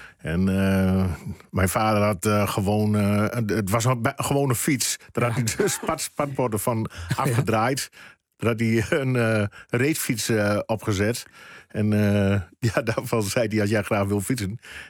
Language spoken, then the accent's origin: Dutch; Emmen, Drenthe, Netherlands; ik kom uit Emmen.